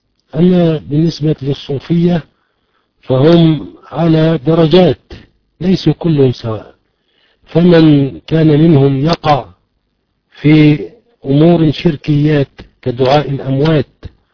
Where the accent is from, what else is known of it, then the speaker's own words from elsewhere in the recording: Egypt; وهي في الغالب عندنا في مصر تحتوي على الشرك